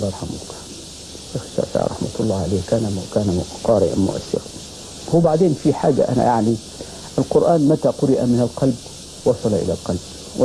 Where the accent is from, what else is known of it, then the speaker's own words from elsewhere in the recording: Armant, Qena Governorate, Egypt; أنا والله من الصعيد من بلد اسمها أرمنت محافظة قنا.